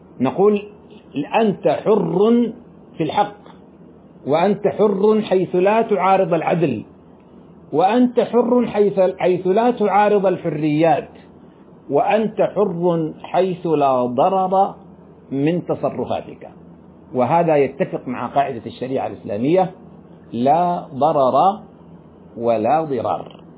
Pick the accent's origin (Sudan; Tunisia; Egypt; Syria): Sudan; كما يفعل بعض الناس عندنا في السودان،